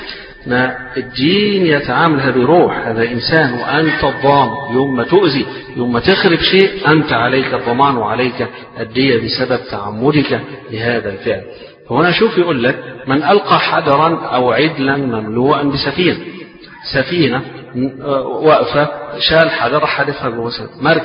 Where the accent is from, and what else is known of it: Egypt